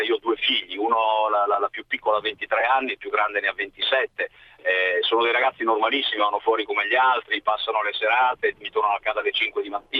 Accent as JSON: {"language": "Italian", "town": "Treviso", "region": "Veneto", "country": "Italy", "said": "Io poi sono veneto, sono trevisano"}